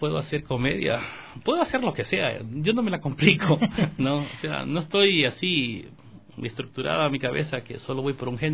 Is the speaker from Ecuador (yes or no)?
yes; Manabí, Ecuador; luego vamos a grabar algo en Manabí, no voy a olvidar mi tierra